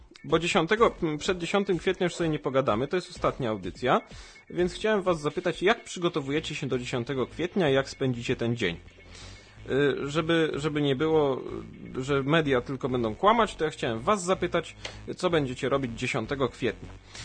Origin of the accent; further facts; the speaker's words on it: Sochaczew, Masovian Voivodeship, Poland; bo ja jestem z Sochaczewa, tu nieskromnie się przyznam